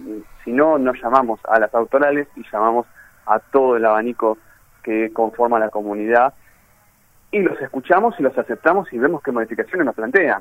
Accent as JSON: {"language": "Spanish", "town": "Avellaneda", "region": "Buenos Aires Province", "country": "Argentina", "tie": "born or raised there", "said": "yo soy oriundo de Avellaneda y por eso soy el gran rojo de Avellaneda."}